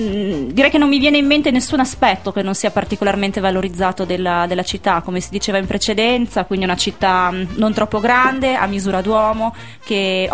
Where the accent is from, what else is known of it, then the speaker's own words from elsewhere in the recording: Bologna, Emilia-Romagna, Italy; io sono di Bologna